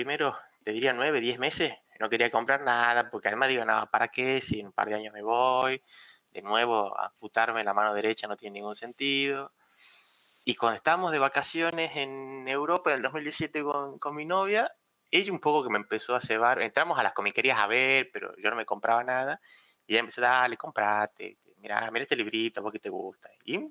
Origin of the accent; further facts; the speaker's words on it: Tucumán, Argentina; now in Buenos Aires, Argentina; yo me fui de Tucumán a Buenos Aires primero y ahí dejé la colección de toda mi vida en la casa de mi vieja